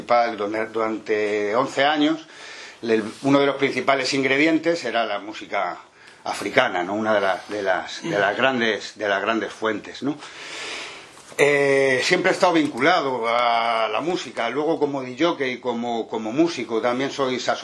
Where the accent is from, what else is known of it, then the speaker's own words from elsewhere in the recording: Madrid, Community of Madrid, Spain; Yo soy de Madrid